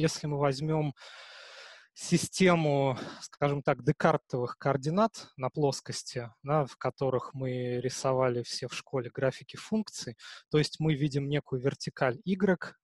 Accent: Moscow, Russia; я сам коренной москвич, но часто бываю в Петербурге

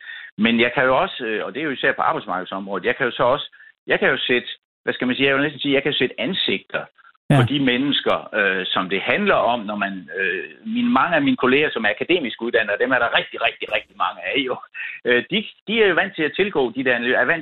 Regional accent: Esbjerg, Region of Southern Denmark, Denmark; især der, hvor jeg kommer fra, Esbjerg Havn

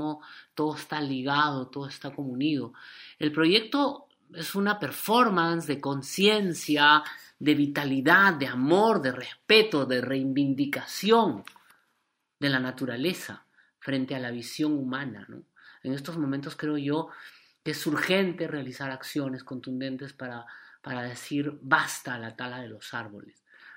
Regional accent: Peru; Allí donde yo nací, de donde vengo, inicia el gran río Amazonas.

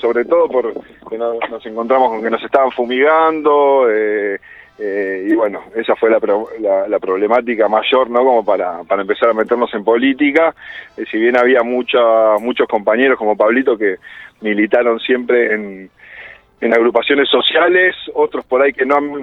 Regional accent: Tortuguitas, Buenos Aires Province, Argentina; moved away; Yo soy de Tortuguitas, que es un pueblo que está en provincia de Buenos Aires, y estoy viviendo acá, después de viajar bastante, me radiqué acá en el Valle de Calamuchita hace 16 años.

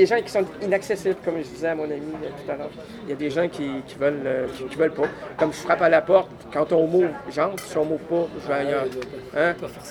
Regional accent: Quebec, Canada; chez nous au Québec. Très, très, très, très, très bien.

